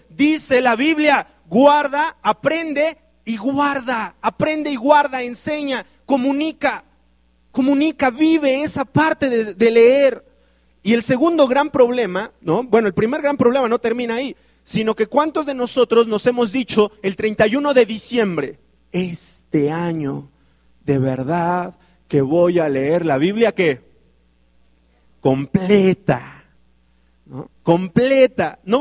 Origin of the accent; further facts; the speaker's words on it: Mexico; Las estadísticas dicen que los mexicanos leemos 1.5 libros al año.